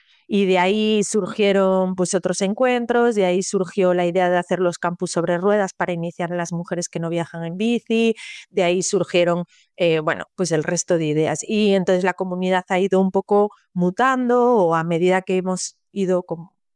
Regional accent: A Coruña, Galicia, Spain; A ver, yo soy de aquí de Coruña, de toda la vida. Yo estudié aquí la carrera, o sea, como que me quedé aquí.

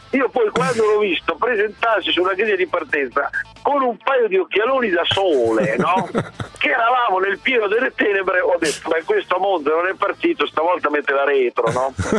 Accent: Sassuolo, Emilia-Romagna, Italy; io sono di Sassuolo

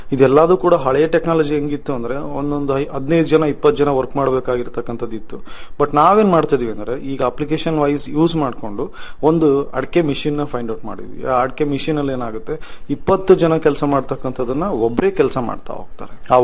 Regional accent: Anaveri, Karnataka, India; ನನ್ನ ಸ್ವಂತ ಊರು ಬಂದು ಆನವೇರಿ, ಭದ್ರಾವತಿ ತಾಲೂಕು, ಶಿವಮೊಗ್ಗ ಡಿಸ್ಟಿಕ್. ನಮ್ಮ ತಂದೆ ತಾಯಿ ಹಾಗೂ ಪೂರ್ವಜರು ಎಲ್ಲರೂ ಕೂಡ ವ್ಯವಸಾಯದಲ್ಲೇ ಇದ್ದಾರೆ.

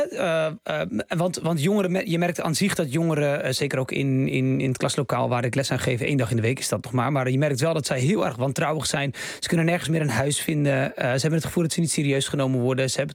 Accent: Bleiswijk, South Holland, Netherlands; Nogmaals, ik kom uit Blijswijk, enorm grote boerengemeenschap.

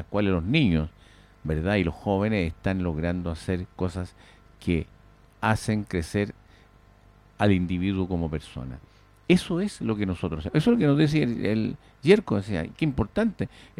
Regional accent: Pirque, Santiago Metropolitan Region, Chile; Yo no soy de Puente Alto, ¿eh? Fíjese usted, yo soy de Pirque. Participo en Pirque, pero trabajo en Puente Alto

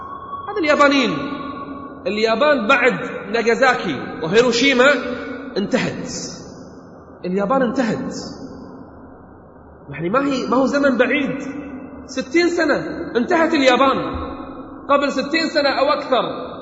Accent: Kuwait; احنا عندنا في الكويت الحين حملة

